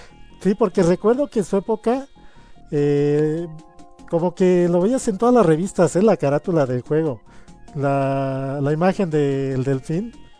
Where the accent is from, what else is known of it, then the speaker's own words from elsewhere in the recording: Mexico; yo en ese entonces tuve mi etapa de comprar la Club Nintendo, como muchos mexicanos.